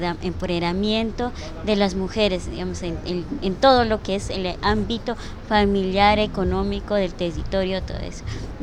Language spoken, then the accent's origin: Spanish; Cauca, Colombia; vengo del resguardo de Guambía